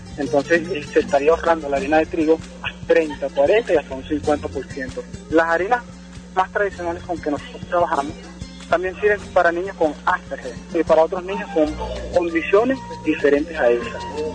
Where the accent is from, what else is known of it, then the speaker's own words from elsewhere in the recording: El Tanto, Monagas, Venezuela; soy estudiante de la Bolivariana del Estado Monagas, soy de la comunidad del Tanto.